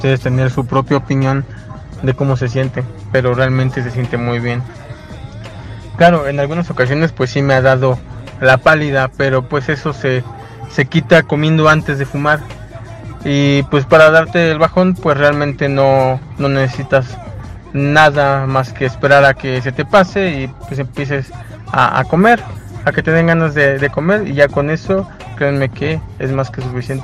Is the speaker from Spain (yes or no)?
no; State of Mexico, Mexico; tengo 37 años, soy originario del Estado de México.